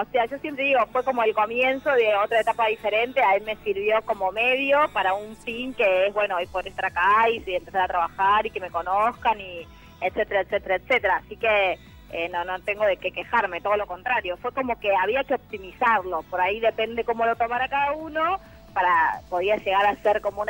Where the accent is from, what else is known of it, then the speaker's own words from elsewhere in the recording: Córdoba, Argentina; No, porque soy cordobesa, no te puedo hablar de mi adolescencia en Ramos ni nada por el estilo